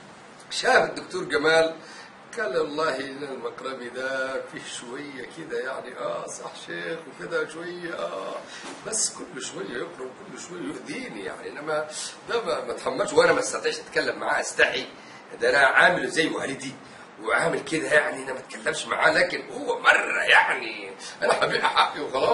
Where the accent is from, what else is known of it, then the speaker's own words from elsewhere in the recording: Yemen; ما تخلي بالك أنا يمني